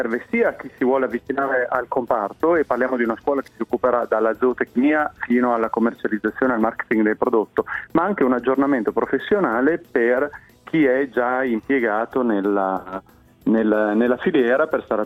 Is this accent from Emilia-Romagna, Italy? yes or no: yes; Parma, Emilia-Romagna, Italy; No, sono di Parma.